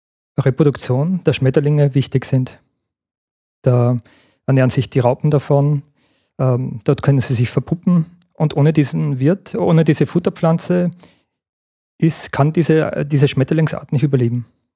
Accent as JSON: {"language": "German", "town": "Gmunden", "region": "Upper Austria", "country": "Austria", "tie": "born or raised there", "said": "Ich bin ja in Gemunden aufgewachsen"}